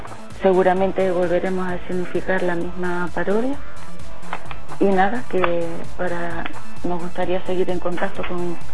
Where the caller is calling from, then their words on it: La Gomera, Canary Islands, Spain; Hemos estado rotando por distintos pueblos de La Gomera